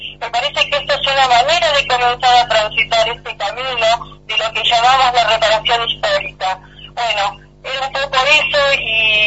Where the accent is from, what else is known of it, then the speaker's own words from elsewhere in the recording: Buenos Aires, Argentina; Yo nací en Buenos Aires, mi madre se fue acá llevándome a mí en su panza, y bueno, me crié en Buenos Aires y estudié en Buenos Aires